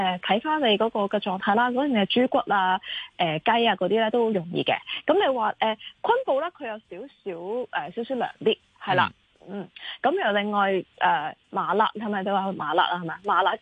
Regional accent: Hong Kong; 我哋香港人食唔食得咧？

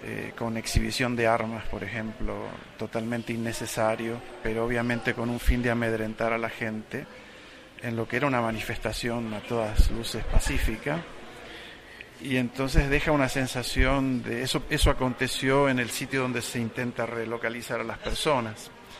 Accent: Argentina; also born or lived in Mexico; now in United Kingdom; Soy argentino de origen, vivo en Inglaterra, trabajo en la Universidad de Newcastle, soy sociólogo y, bueno, viví en México

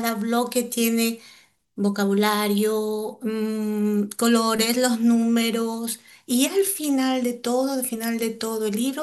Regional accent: Ecuador; now in Spain; Soy ecuatoriana y vivo aquí en España 25 años, que es la le considero mi segunda patria.

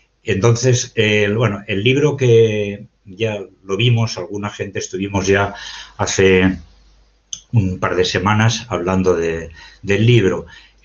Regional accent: Valencian Community, Spain; soy de Valencia, estoy aquí en mi pueblo.

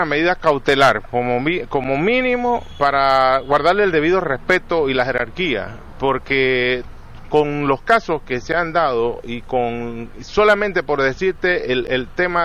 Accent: Panama; Nosotros como panameños debemos sentirnos realmente preocupados

